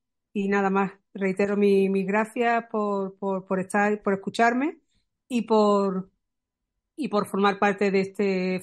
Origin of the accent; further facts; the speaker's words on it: Málaga, Andalusia, Spain; soy malagueña